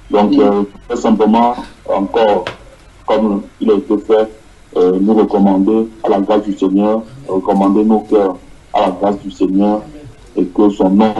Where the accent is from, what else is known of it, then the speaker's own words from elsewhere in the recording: Casablanca, Casablanca-Settat, Morocco; de Casablanca.